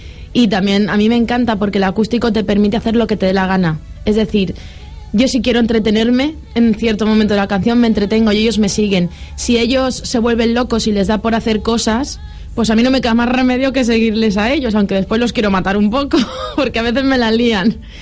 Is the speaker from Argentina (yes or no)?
no; Valencian Community, Spain; como buena valenciana y fallera.